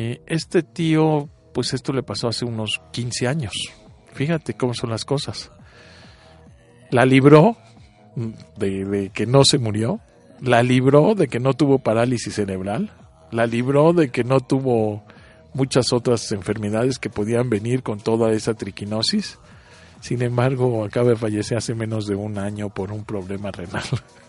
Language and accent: Spanish; Mexico; Y nosotros como mexicanos ya estamos curados porque lo respiramos diario.